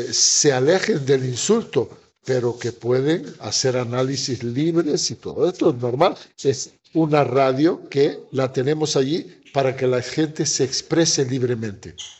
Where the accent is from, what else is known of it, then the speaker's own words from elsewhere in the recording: Western Sahara; utilizo también esto de que soy saharaui, no soy un periodista extranjero que estoy hablando de mi causa